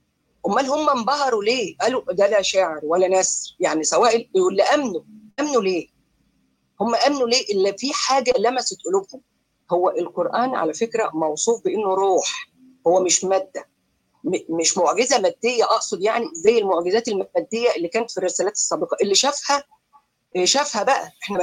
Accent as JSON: {"language": "Arabic", "country": "Egypt", "said": "احنا كمصريين ما كناش عرب."}